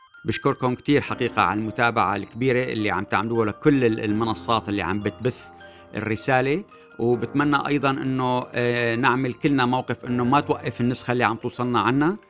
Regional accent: Syria; نحن بهمنا كسوريين أنه نكون على الأقل مشتركين بمعلومات صحيحة

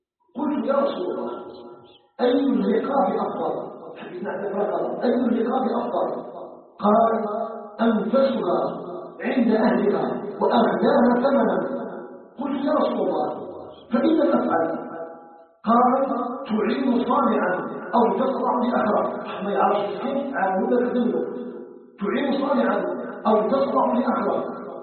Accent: Algeria

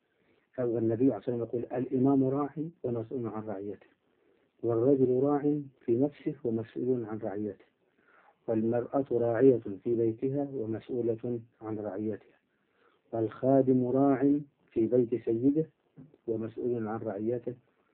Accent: Upper Egypt, Egypt; إحنا عندنا في الصعيد نقول يضرب الجلة

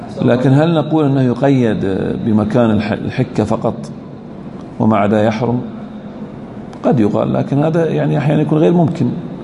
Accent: Al-Ahsa, Eastern Province, Saudi Arabia; عندنا في الأحساء تراهم يعني ما يلبسون هذه من زمان

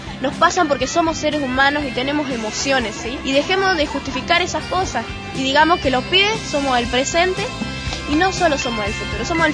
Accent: Mendoza, Argentina; de Mendoza, tengo 13 años

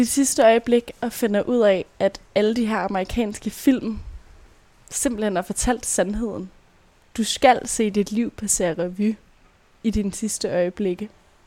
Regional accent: Brøndby, Capital Region of Denmark, Denmark; Jeg er selv fra Brøndby

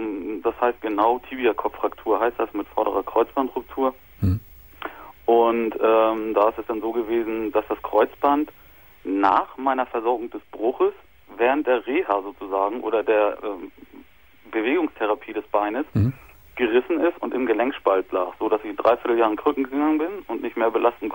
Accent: Germany; Nee, ich bin Deutscher.

